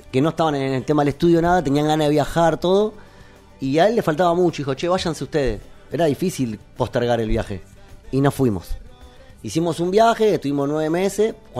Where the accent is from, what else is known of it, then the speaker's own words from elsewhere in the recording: Argentina; cuando llegué, ¿pero qué sos argentino? Sí, pero el perro no tiene nacionalidad